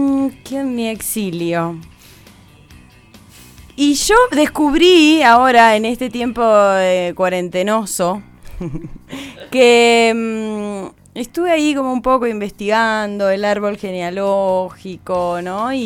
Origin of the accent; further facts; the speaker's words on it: Argentina; born there; Sentía que en realidad era más colombiana que argentina. Así en esa tierna juventud decía, nací por equivocación en Argentina, ¿no?